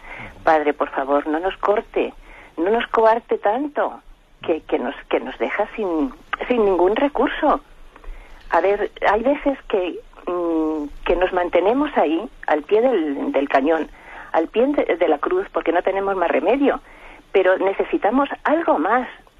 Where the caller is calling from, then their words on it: Madrid, Community of Madrid, Spain; de Madrid.